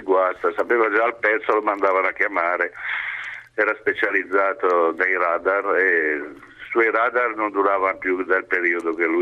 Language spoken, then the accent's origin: Italian; Genoa, Liguria, Italy; Sono genovese